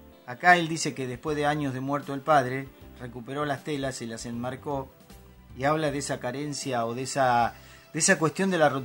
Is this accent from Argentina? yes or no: yes; Argentina; Viste que nos quedábamos con 40 millones, que somos los argentinos, sí